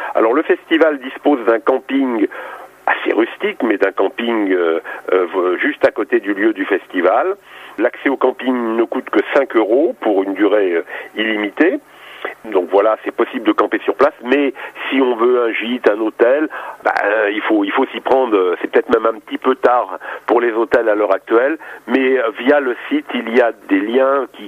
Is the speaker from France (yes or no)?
yes; Nancy, Grand Est, France; Quand on vient de Nancy, c'est loin, donc autant amortir le voyage